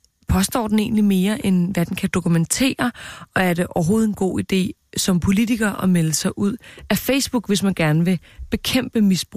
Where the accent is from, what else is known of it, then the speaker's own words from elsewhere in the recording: Copenhagen, Capital Region of Denmark, Denmark; min gård, hvor jeg voksede op. Nu siger jeg gård, altså inde på Forstår Kongensgade i København.